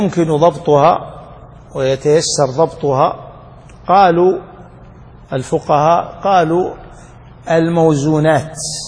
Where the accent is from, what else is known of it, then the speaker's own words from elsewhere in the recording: Najd, Saudi Arabia; كانوا يسمونه عندنا في نجد